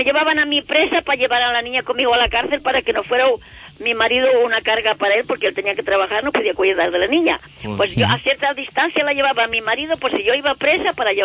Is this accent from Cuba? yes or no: yes; Cuba; born there; yo nací en Cuba, hija del padre de Ourense y madre de León